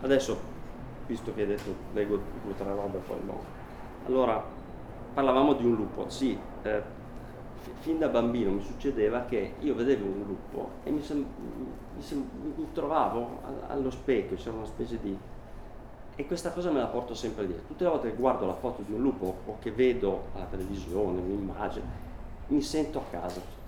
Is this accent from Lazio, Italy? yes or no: no; Sanremo, Liguria, Italy; A un certo punto io sono di Sanremo e mio nonno, per una storia che non c'entra niente con la poesia